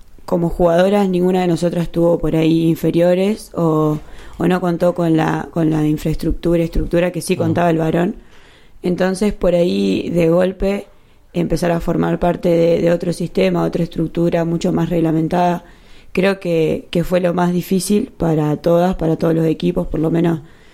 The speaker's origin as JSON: {"language": "Spanish", "town": "Agustoni", "region": "La Pampa", "country": "Argentina", "said": "Bueno, yo soy de Agustoni, que es un pueblito chico que está cerca de General Pico."}